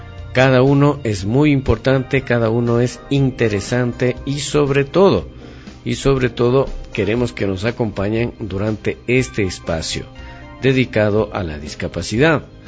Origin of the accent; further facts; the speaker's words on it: Ecuador; No somos los ecuatorianos.